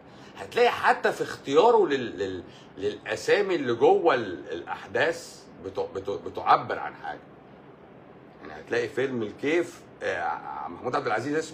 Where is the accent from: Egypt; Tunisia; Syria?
Egypt; انا مصري.